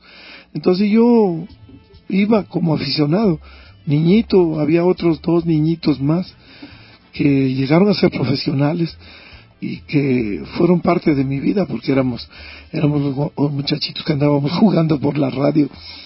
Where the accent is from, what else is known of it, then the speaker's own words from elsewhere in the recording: Quito, Pichincha, Ecuador; born there; Yo nací en Quito.